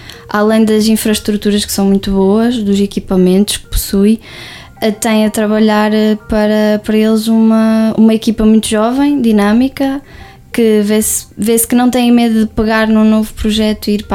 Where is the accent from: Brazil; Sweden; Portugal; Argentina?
Portugal; Lagares da Beira, Coimbra; não achava que seria possível eu voltar a Lagares da Beira logo após terminar o curso. Pensei que ia parar a outra cidade, não voltar à minha terra natal.